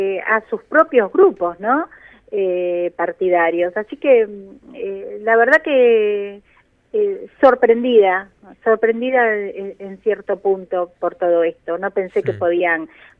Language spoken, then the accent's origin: Spanish; Argentina; en principio soy ciudadana argentina